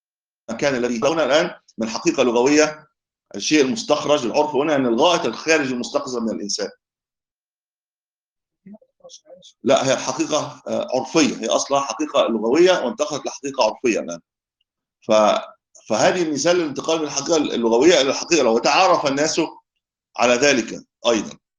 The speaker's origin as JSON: {"language": "Arabic", "country": "Egypt", "said": "هذا بتسموه ايه عندنا في مصر، هذا الهاتف لا محمول صحيح"}